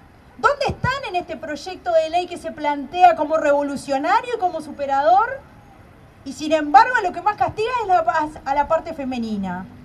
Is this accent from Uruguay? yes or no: yes; Uruguay; acá lo que manejan las cosas no somos los uruguayos y las uruguayas